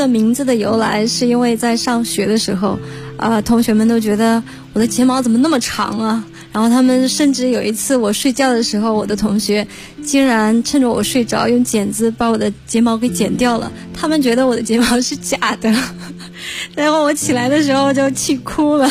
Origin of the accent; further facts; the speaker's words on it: Qinghai, China; now in Beijing, China; 我是青海人，从小生活在草原上